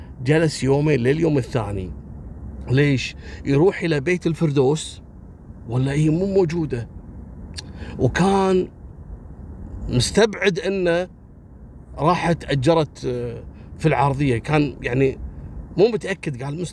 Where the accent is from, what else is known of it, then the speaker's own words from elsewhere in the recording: Kuwait; تدرون عندنا بالكويت لما واحد ويا واحدة يتمشون بالسيارة الشرطة يوقفونه